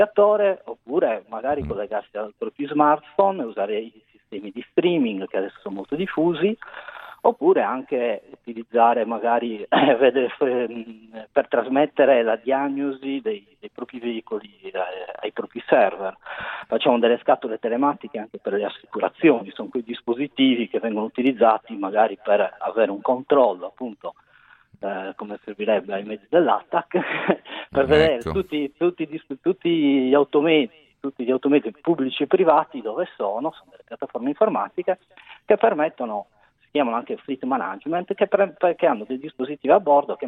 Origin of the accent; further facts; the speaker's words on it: Sassari, Sardinia, Italy; Sono sardo, sono di Sassari.